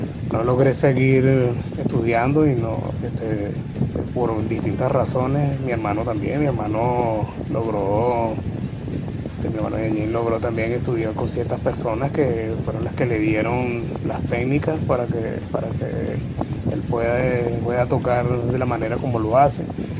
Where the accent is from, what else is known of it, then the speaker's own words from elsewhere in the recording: Santiago, Santiago Metropolitan Region, Chile; allá de Santiago, de Chile. Un placer estar en tu radio.